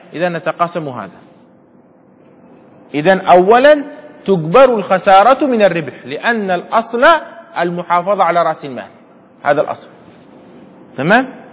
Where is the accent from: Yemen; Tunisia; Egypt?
Yemen; يعني عندنا في اليمن على سبيل المثال نحن بجانب الصومال